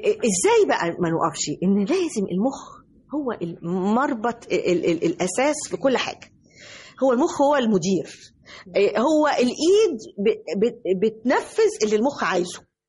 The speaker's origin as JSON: {"language": "Arabic", "country": "Egypt", "said": "الحقيقة أنا يعني بأهدي هذا التكريم لمصر كلها، لأني أنا مصرية في النهاية، أنا المصرية."}